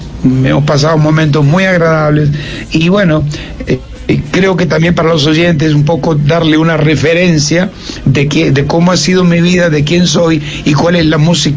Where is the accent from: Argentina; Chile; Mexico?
Argentina; born there; En mi país, porque es donde he nacido.